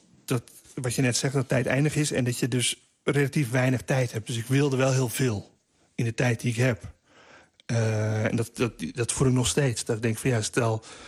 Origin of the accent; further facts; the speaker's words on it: Roelofarendsveen, South Holland, Netherlands; als er ijs lag bij ons in Roelofarendsveen, dan kwamen gewoon alle cliënten kwamen schaatsen